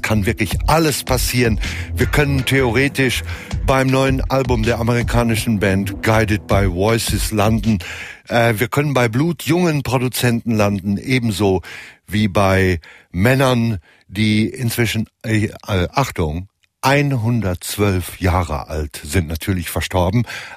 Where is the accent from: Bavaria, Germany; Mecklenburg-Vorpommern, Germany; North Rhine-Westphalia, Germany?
North Rhine-Westphalia, Germany; obwohl gebürtiger Westfale